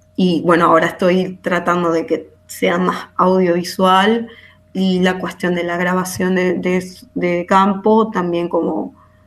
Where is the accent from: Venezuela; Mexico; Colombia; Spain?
Venezuela; moved away as an adult; yo me fui de Venezuela en el 2017, como que pensando en ampliar mi proyecto y mis conocimientos en otros lugares, como que fue una decisión ya de años trabajando en Venezuela, viviendo, estudiando